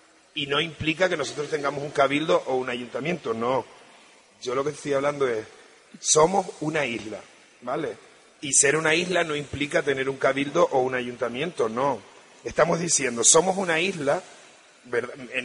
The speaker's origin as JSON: {"language": "Spanish", "town": "La Graciosa", "region": "Canary Islands", "country": "Spain", "said": "nosotros somos de La Graciosa, ¿no? Entonces que nos sentimos canarios igual y que sentimos que Lanzarote es nuestro territorio igual."}